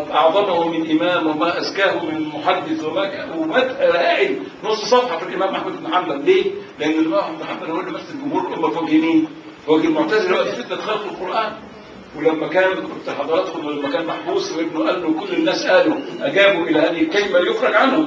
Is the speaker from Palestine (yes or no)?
no; Egypt; وللاسف انه اغلبهم بيقولوا كان من بلدنا مصر